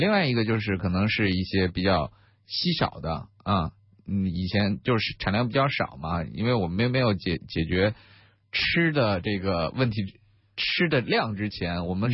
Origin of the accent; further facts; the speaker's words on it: China; 我们中国人按我们中国人的口味好吃的话，首先它要是甜的